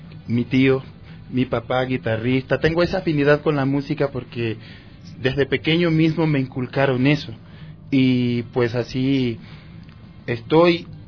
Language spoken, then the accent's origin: Spanish; San Lorenzo, Esmeraldas, Ecuador; soy oriundo de Esmeralda, más exactamente del cantón San Lorenzo, al norte de la provincia, frontera con Colombia. Soy una persona de origen humilde